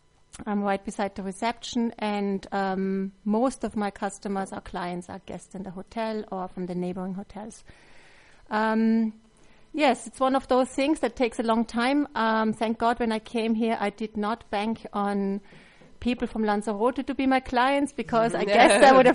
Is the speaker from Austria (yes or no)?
yes; Salzburg, Austria; English is a second language; I'm from Salzburg.